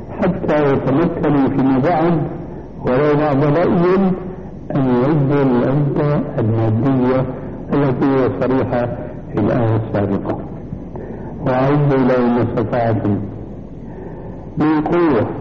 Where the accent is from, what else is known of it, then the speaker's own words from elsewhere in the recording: Syria; كما يقولون عندنا في الشام